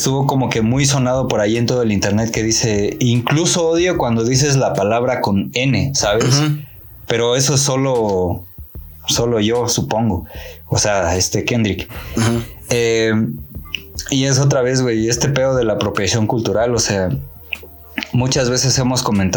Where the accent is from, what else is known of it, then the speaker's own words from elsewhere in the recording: State of Mexico, Mexico; a mí que soy del Estado de México